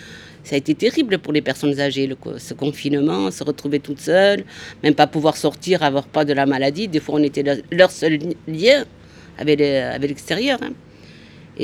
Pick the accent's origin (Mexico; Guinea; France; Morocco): France; Mourenx, Nouvelle-Aquitaine; On a grandi ensemble à Mourenx.